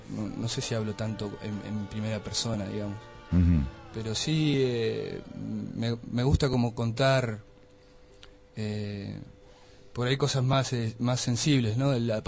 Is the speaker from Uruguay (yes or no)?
no; Argentina; Soy argentino, más vale, pero...